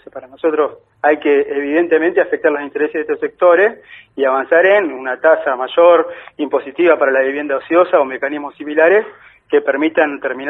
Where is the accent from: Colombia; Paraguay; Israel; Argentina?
Argentina; El Chocón, Neuquén; born there; Yo nací en el Chocón, provincia de Neuquén, y empecé a militar también en Neuquén